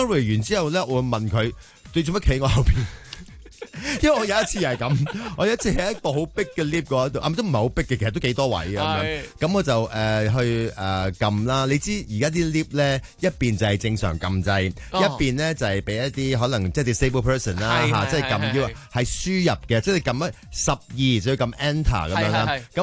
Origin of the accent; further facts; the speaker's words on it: Hong Kong; 同我哋香港人咧同对住个镜头嗰个敏锐感觉系有关嘅。